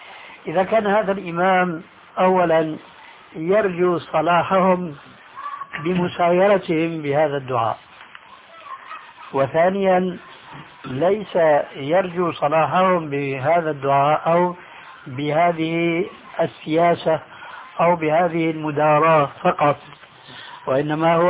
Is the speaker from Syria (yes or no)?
yes; Syria; وكما يقولون عندنا في سوريا